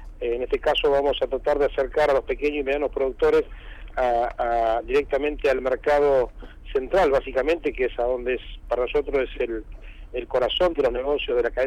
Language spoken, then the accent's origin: Spanish; Argentina; más me gustaría hablarle como argentino